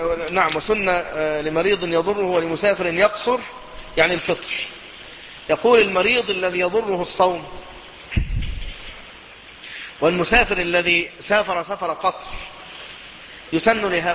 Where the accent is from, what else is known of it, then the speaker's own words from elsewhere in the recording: Egypt; يعني أنا من أهل مصر